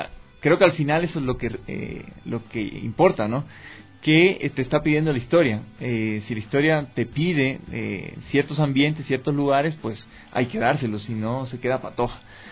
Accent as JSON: {"language": "Spanish", "country": "Cuba", "moved": "as an adult", "lives_now": "Ecuador", "said": "Soy cubano, nací allá, estoy radicado en el Ecuador desde 1998. Vine ese año justamente a estudiar comunicación social en el Centro Cristiano de Comunicaciones de HCJB."}